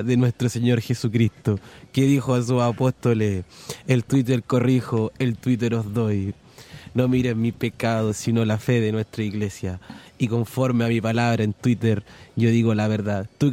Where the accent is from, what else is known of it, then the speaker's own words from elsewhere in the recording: Maule, Chile; Yo soy de Maule, oiga.